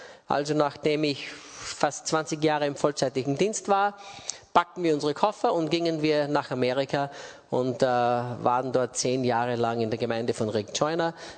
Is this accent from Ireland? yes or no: no; Austria; also born or lived in England; bin Österreicher, geboren und aufgewachsen in Österreich.